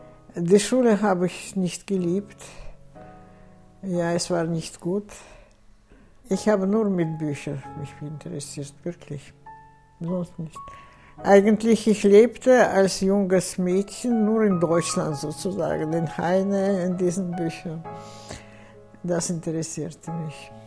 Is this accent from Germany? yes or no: no; Baku, Azerbaijan; moved away; dann das Haus, wo ich geboren bin. Baku ist eine sehr schöne Stadt.